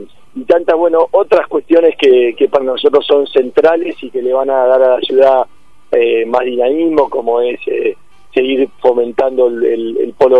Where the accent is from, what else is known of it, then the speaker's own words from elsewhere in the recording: Argentina; somos todos argentinos, estamos acá, y queremos lo mejor para nuestra patria